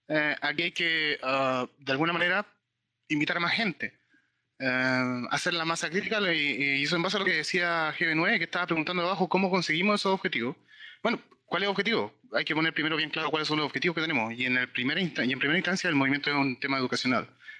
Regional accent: Santiago, Santiago Metropolitan, Chile; De Santiago, La Conde.

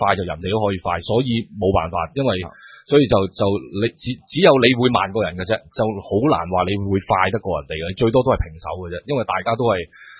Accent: Liaobu, Guangdong, China; 我乡下喺寮埠，咁然之后喺樟木头

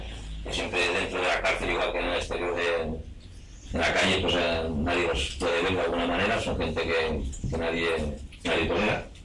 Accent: Vic, Catalonia, Spain; vengo desde Vic, un pueblo de Barcelona

